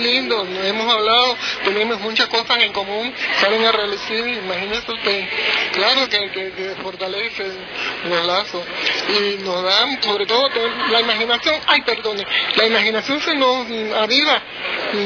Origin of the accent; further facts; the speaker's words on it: Cuba; Yo vengo de Cuba y veo que me marcha bien.